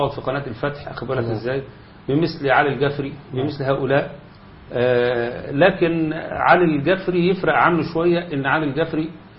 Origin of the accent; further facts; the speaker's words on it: Egypt; والجماعة اللي عندنا في مصر هنا وما أكثرهم